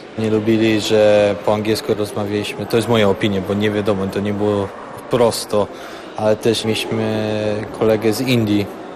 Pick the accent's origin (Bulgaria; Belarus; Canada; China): Canada; now in Poland; Pochodzę z Kanady, ale rodzice są Polakami. Zdecydowałem tutaj uczyć, bo słyszałem, że tutaj dobre są studia.